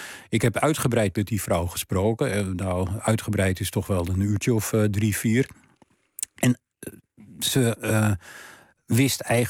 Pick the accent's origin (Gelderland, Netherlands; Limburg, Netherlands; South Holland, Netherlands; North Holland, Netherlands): North Holland, Netherlands; Amsterdam; in de straat waar ik ben opgegroeid en waar mijn vader en moeder tijdens de Tweede Wereldoorlog woonden, die woonden in de Wilhelminastraat nummer 83 in Amsterdam. Nou, dat was toen een, wat tegenwoordig een achterstandswijk heet.